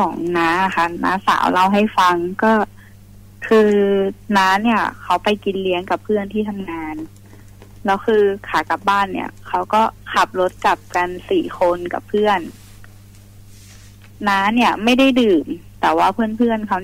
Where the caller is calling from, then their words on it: Sai Noi, Nonthaburi, Thailand; อยู่ไซน้อยค่ะนนทบุรี